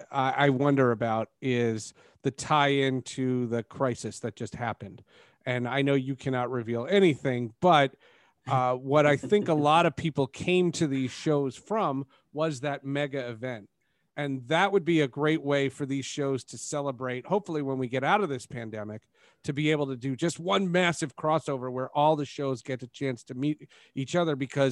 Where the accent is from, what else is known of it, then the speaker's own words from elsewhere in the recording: New Jersey, United States; also born or lived in Brooklyn, United States; So I was born in Brooklyn and I moved to New Jersey the same day the Colorado Rockies hockey team moved to New Jersey.